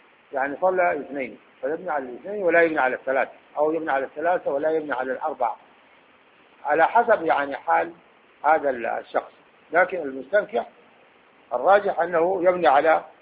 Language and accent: Arabic; Khartoum, Sudan; عندنا في الخرطوم